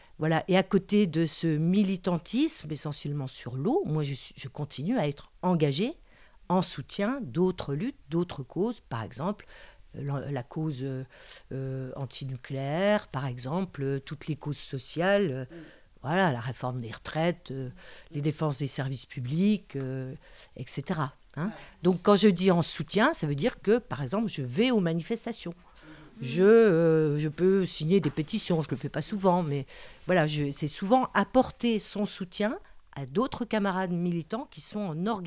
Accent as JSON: {"language": "French", "town": "Vittel", "region": "Grand Est", "country": "France", "said": "Moi, je viens de Vittel"}